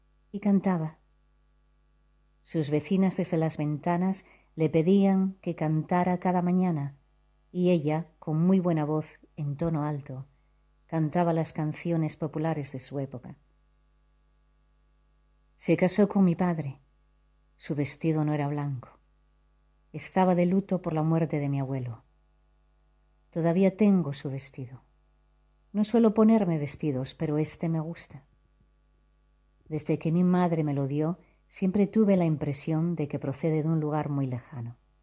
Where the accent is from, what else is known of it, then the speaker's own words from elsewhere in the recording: Asturias, Spain; now in Gijón, Spain; soy de La Cuenca. Viví muchos años fuera de España y ahora desde hace un tiempo resido en Gijón.